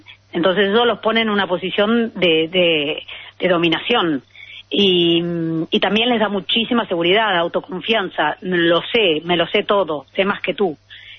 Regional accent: Argentina; now in Spain; Soy argentina

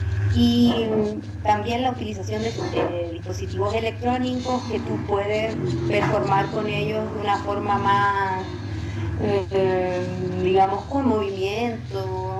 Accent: Chile; soy artista chilena en el mundo sonoro, conocida como

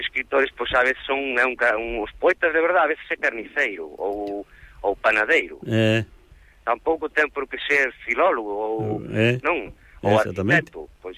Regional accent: A Coruña, Galicia, Spain; o castelán tamén é para mí unha segunda lingua, porque eu, por exemplo, criei-me na Coruña

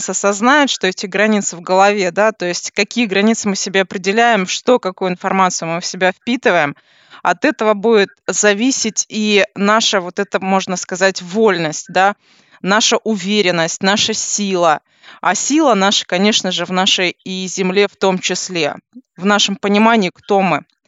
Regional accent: Kazakhstan; Непосредственно я из Казахстана, привет.

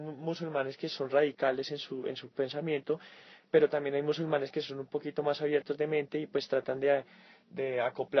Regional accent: Colombia; born there; yo nací aquí en Colombia, sí. Mi papá es del Líbano, de Bailul, un pueblo que queda muy cerca de Beirut. Mi papá llegó alrededor de los años 80 acá

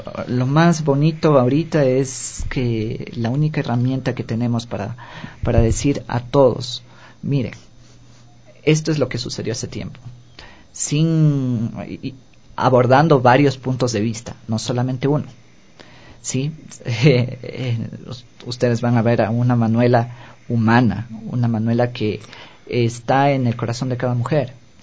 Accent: Quito, Pichincha, Ecuador; no nos están ofreciendo lo que nosotros necesitamos como ecuatorianos, a lo menos como ecuatorianos, como quiteños

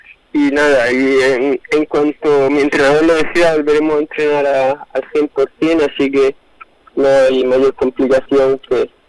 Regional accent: Region of Murcia, Spain; venir a mi tierra, venir a mi provincia, a Murcia.

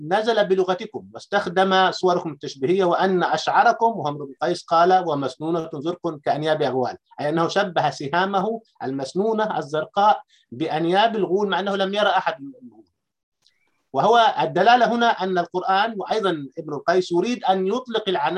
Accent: Upper Egypt, Egypt; أنا كريفي صعيدي عاصرت فكرة العرجون

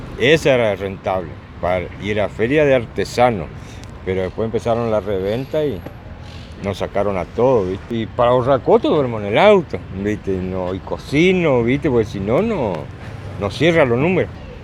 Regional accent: Florencio Varela, Buenos Aires Province, Argentina; soy de Florencio Varela, en una esquina que viene a ser Berazategui y Varela.

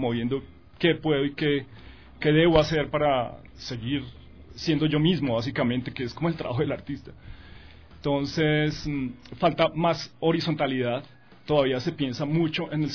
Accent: Colombia; now in Ecuador; Pues crecí en Colombia, después he visto otros, como otros procesos en otros países.

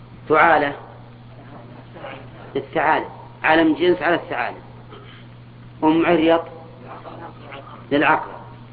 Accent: Al-Qassim, Saudi Arabia; كنية عندنا في القصيم

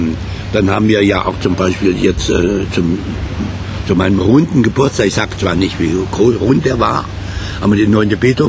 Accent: Kassel, Hesse, Germany; also born or lived in Wiesbaden; Nein, ich bin Kasseler. Ich habe auch studiert.

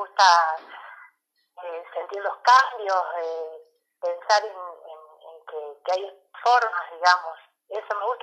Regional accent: La Paz, Argentina; yo de chiquita acá viviendo en La Paz, porque yo soy oriunda de acá de La Paz

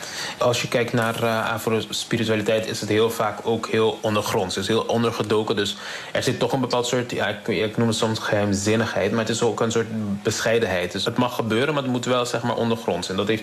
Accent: Curaçao; born there; Zelf ben ik op Curaçao geboren, dus dat is een van mijn grootste inspiratiebron.

